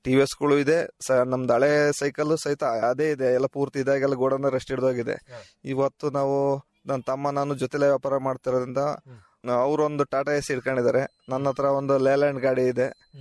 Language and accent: Kannada; Ramanahalli, Karnataka, India; ನಮ್ದು ರಾಮನಹಳ್ಳಿ